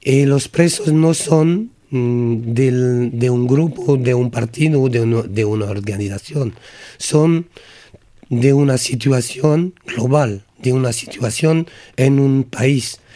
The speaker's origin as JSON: {"language": "Spanish", "region": "Gascony", "country": "France", "said": "porque soy de Gascuño, a un vecino de Euskal Herria"}